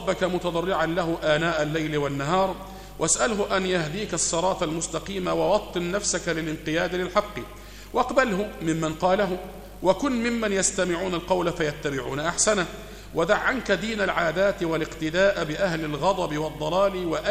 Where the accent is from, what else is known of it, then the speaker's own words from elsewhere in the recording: Egypt; اللي احنا بنسميها عندنا في مصر هنا أمن الدولة